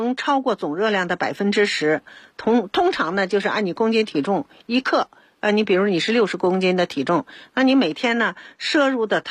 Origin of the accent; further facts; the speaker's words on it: Beijing, China; 咱们北京人